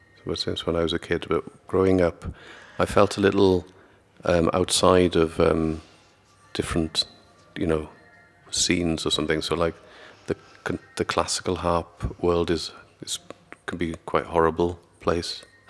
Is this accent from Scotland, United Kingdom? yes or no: no; Aberystwyth, Wales, United Kingdom; I had some sort of bad experiences in growing up in Aberystwyth